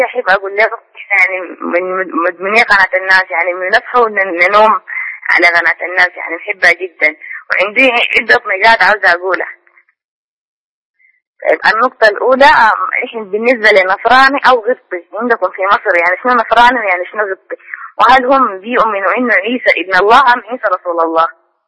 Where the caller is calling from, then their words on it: Sudan; أنا ألا من السودان